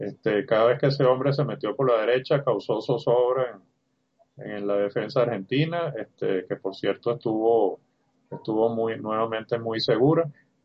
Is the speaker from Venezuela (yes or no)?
yes; Venezuela; nosotros como venezolanos que tengamos nuestra vino tinto ahí presente.